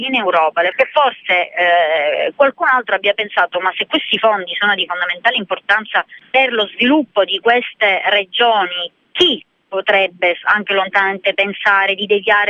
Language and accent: Italian; Sicily, Italy; riguarda proprio la mia terra, in cui sono arrivati tanti fondi europei perché avrebbero dovuto contribuire a assicurare posti di lavoro e quindi contribuire allo sviluppo della Sicilia.